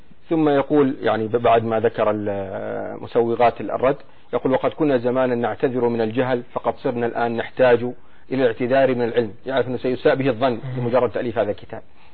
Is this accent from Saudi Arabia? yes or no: yes; Saudi Arabia; نحن عندنا في السعودية